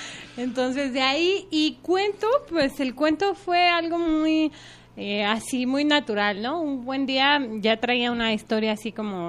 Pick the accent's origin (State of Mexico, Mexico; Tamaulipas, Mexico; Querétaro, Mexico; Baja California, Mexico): State of Mexico, Mexico; Ixtlahuaca; Bueno, pues yo soy del Estado de México, nací en un pueblo que se llama Ixtlahuaca, que por cierto es muy bonito.